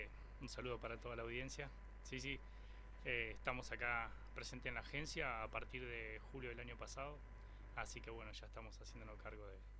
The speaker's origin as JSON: {"language": "Spanish", "town": "Corral de Bustos", "region": "Córdoba", "country": "Argentina", "tie": "born or raised there", "said": "Claro, yo soy oriundo de Corral de Bustos."}